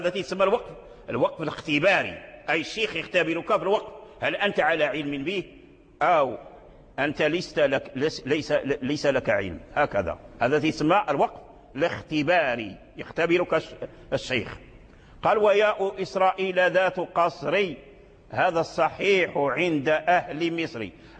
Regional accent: Morocco; من الأئمة والعلماء عندنا في المغرب كذلك لهم تآليف

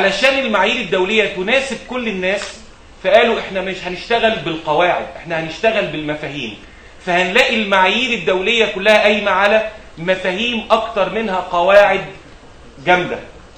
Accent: Egypt; اشهر مثال المثال اللي عندنا في مصر، عندنا معايير مصريه

